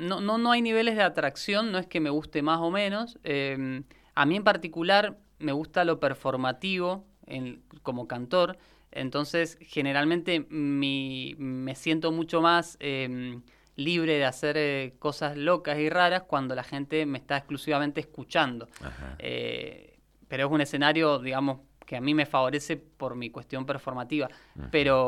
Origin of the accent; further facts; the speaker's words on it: Mendoza, Argentina; antes de intentar llegar a Buenos Aires como mendocinos